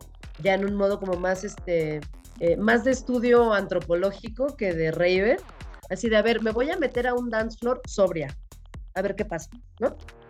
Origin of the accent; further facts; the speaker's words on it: Mexico City, Mexico; de Ciudad de México.